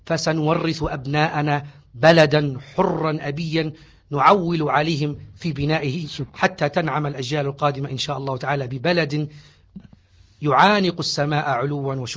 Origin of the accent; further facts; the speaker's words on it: Libya; الآن ما من ليبي إلا ويفتخر ويقول أنا ليبي